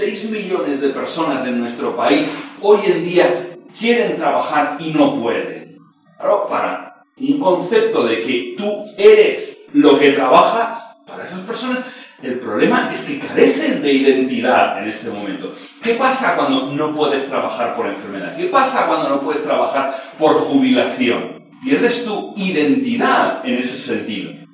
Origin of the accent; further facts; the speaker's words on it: Premià de Mar, Catalonia, Spain; nací cerquita de Barcelona, en Premià de Mar. Eso está 20 kilómetros al norte de Barcelona, un pueblo de unos 30.000 habitantes, más o menos. Siempre he vivido ahí, soy pastor de la iglesia allí. Me casé con una chica del pueblo también